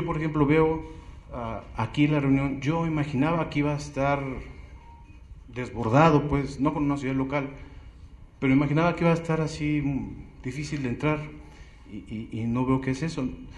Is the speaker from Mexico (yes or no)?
yes; Iztapalapa, Mexico City, Mexico; vengo de Iztapalapa.